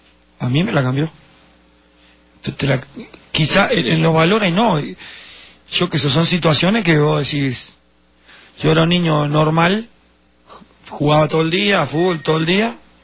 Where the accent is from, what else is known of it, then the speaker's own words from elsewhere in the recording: Uruguay; En la dictadura, en el año 73, generó muchas cosas en mi país.